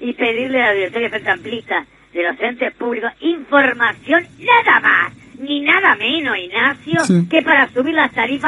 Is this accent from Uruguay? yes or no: yes; Uruguay; Yo soy uruguayo antes que nada.